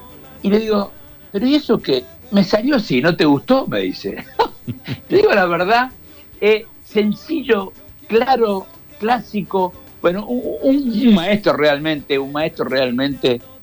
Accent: Quilmes, Buenos Aires Province, Argentina; porque soy nacido y criado en Quilmes

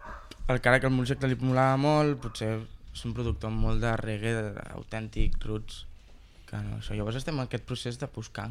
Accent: Piera, Catalonia, Spain; Soc de Piera. I a Piera també tenim un Raval, com cada poble, té el seu casc antic.

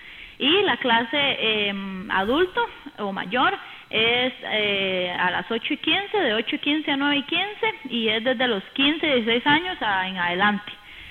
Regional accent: Aserrí, San José, Costa Rica; porque en realidad nosotros somos de Acerrí, no tenemos que andar participando ni por San José, ni por Desamparados, ni por Escazú, ni mucho menos.

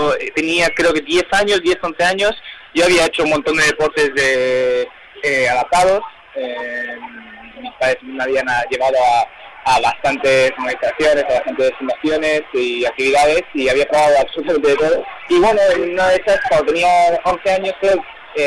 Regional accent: Madrid, Community of Madrid, Spain; y además es en casa, y yo soy de Madrid

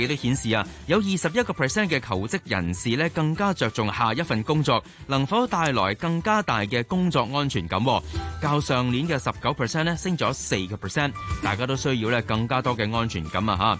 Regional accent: Hong Kong

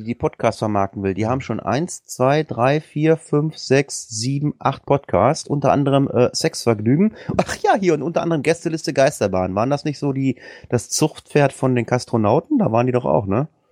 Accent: Hamburg, Germany; Wir kommen ja beide aus Hamburg, ne, oder?

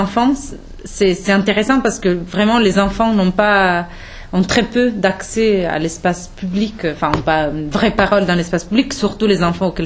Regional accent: Italy; Et je me suis ensuite tournée vers l'Italie en 2008, qui est, comme vous pouvez vous en douter, mon pays d'origine.

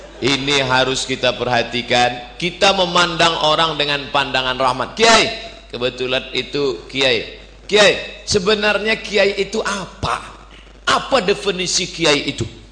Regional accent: Riau, Indonesia; Saya sebagai orang Riau penengah, saya bilang itu dia bukan marah.

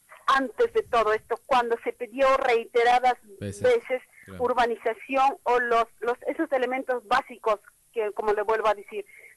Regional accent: Peru; Yo soy de Perú.

